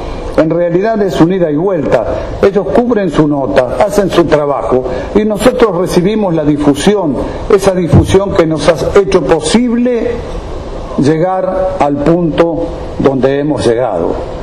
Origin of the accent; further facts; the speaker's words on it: Santa Fe, Argentina; born there; somos de Santa Fe, estamos en Santa Fe, yo nací en Santa Fe, es una hermosísima ciudad Santa Fe, provincia Santa Fe.